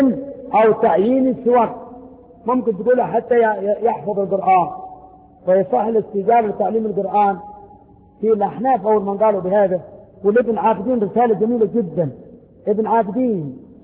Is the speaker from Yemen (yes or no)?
yes; Yemen; قال انت منين قلت له من اليمن